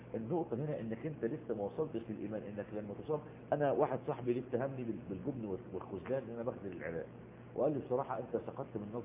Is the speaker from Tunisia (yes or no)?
no; Egypt; نفس القصه عندنا في مصر